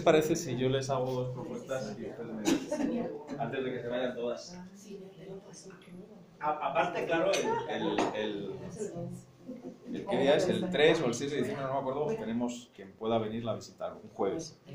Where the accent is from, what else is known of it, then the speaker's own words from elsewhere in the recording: Segovia, Castile and León, Spain; La Catedral de Segovia, que es mi pueblo.